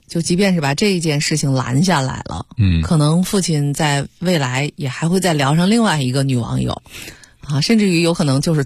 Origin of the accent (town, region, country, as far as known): China